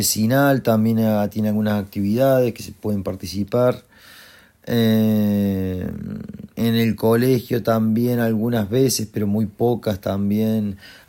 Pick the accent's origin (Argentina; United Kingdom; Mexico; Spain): Argentina; moved away; Originalmente soy de Argentina.